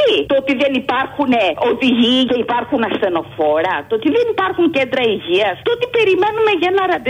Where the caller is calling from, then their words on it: Glyfada, Attica, Greece; από Γλυφάδα.